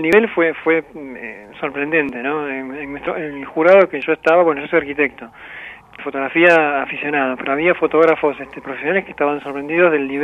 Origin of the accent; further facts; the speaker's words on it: Buenos Aires, Argentina; born there; yo nací en Barracas. Mi familia es de Barracas fines de 1800.